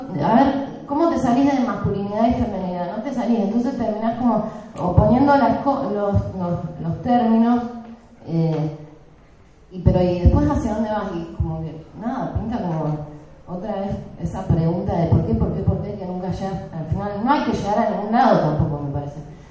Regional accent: Neuquén, Argentina; now in La Plata, Argentina; Yo soy de Neuquén, pero vivo en La Plata

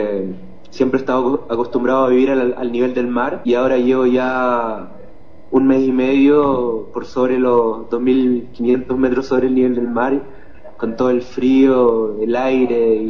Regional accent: Chile; moved away; yo salí de Chile el 21 de enero y fue un viaje en bus súper difícil para el pensamiento

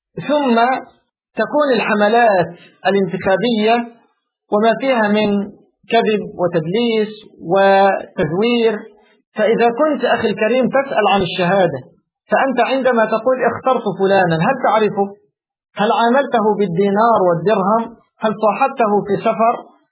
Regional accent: Egypt; أنا أتكلم على الحال عندنا في مصر

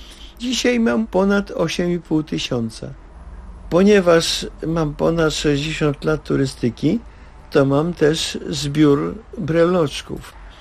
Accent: Warsaw, Masovian Voivodeship, Poland; Mam udowodnione pochodzenie, czwarte pokolenie w Warszawie. Trudno, żebym ja jako rdzenny warszawiak co nieco nie wiedział o różnych rzeczach z tą Warszawą związanych.

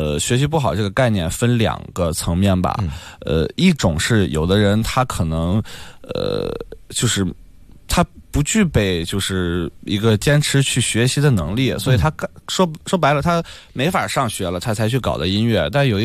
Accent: Shandong, China; 没有，我是山东人，山东小汉。

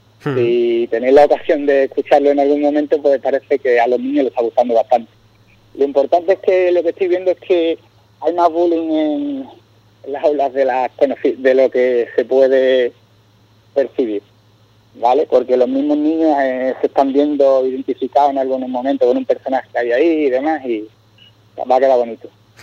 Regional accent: Puerto Serrano, Andalusia, Spain; Yo soy de Puerto Serrano y vengo en mi primera vez.

